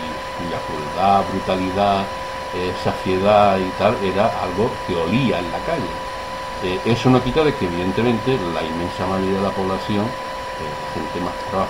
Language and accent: Spanish; La Puebla, Spain; Bueno, yo nací en La Puebla en el año 46, pero claro, mi infancia es en los años 50.